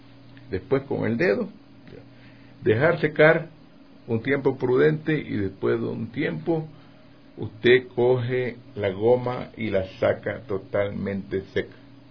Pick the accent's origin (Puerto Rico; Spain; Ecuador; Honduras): Ecuador; Portoviejo, Manabí; yo soy manabita, vivía en Puerto Viejo